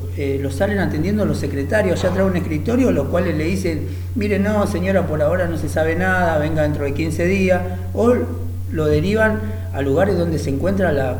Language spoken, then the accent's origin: Spanish; Buenos Aires, Argentina; mira, más allá de que soy de Buenos Aires, ¿no?